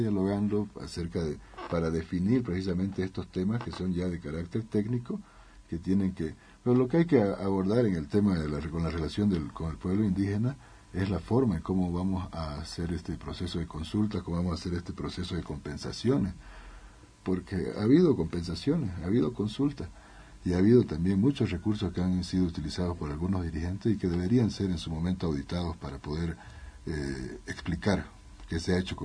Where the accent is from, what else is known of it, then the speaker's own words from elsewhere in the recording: Charagua, Santa Cruz, Bolivia; Yo soy charagüeño, soy del norte, de la Charagua Norte. Estoy involucrado ahí en el proceso.